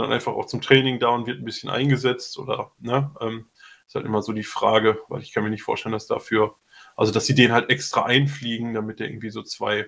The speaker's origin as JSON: {"language": "German", "region": "North Rhine-Westphalia", "country": "Germany", "said": "Also wir kommen halt aus NRW, also auch aus der Nähe."}